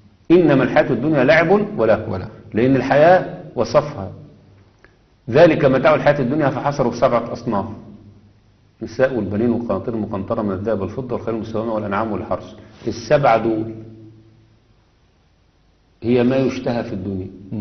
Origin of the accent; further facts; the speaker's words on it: Egypt; لا، أنا مصري، ولدت في أرض مصر